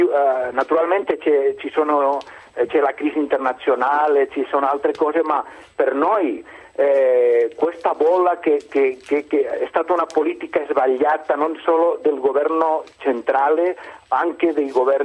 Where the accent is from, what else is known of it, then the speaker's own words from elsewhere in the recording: Catalonia, Spain; Allora, io sono della Catalogna